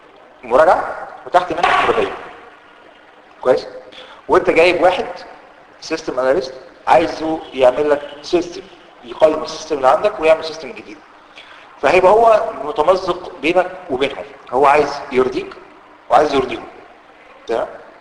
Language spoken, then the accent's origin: Arabic; Egypt; هي ممكن هتلاقيها موجوده في الواقع العام عندنا في مصر، هتلاقيها موجوده كتير